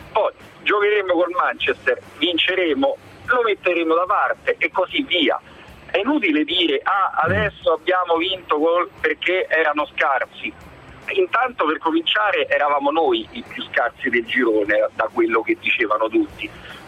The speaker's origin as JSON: {"language": "Italian", "town": "Rome", "region": "Lazio", "country": "Italy", "said": "io parlo da romano, da romanista"}